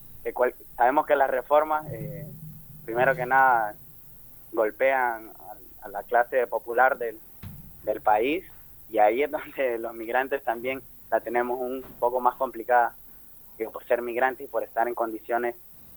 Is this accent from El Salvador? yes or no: yes; El Salvador; Yo también ando por ahí, que soy salvadoreño.